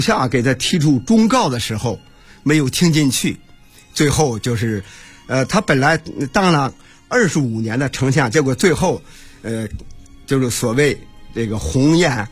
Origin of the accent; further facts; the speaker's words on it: Yongnian, Hebei, China; 这个毛遂的墓，就在我的家乡这个永年光府的东关门外。